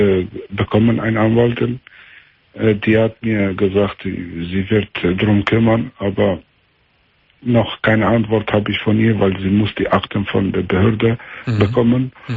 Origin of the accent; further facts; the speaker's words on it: Meschede, North Rhine-Westphalia, Germany; hier, wo ich herkomme, in Meschede ist das, ein Teil von Meschede ist eine Ecke hier